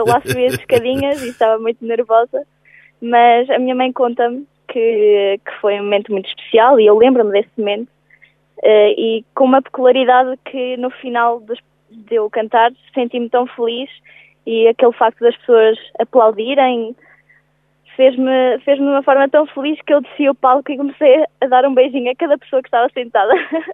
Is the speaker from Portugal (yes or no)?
yes; Viseu, Portugal; sou de Viseu